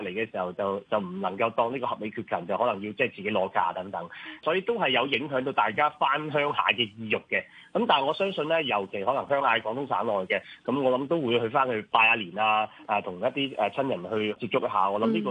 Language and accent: Cantonese; Macau; 我哋澳門人咧好中意去旅行嘅